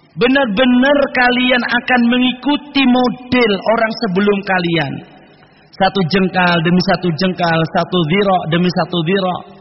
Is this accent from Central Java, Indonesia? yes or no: yes; Cilacap, Central Java, Indonesia; Bahkan dulu di kampung kami, ketika masih di Cilacap dulu, itu ada orang yang mendata